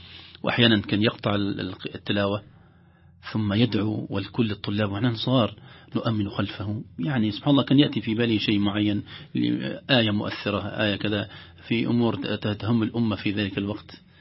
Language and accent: Arabic; Alexandria, Alexandria Governorate, Egypt; now in Riyadh, Saudi Arabia; أنا أقول أمي التي أرضعتني القرآن قريتي، ثم أمي التي يعني ربتني الإسكندرية وفيها جامعتي وفيها معهد القراءات واستفدت منها كثيرا ومشايخنا، ثم أمي التي أكرمتني مدينة الرياض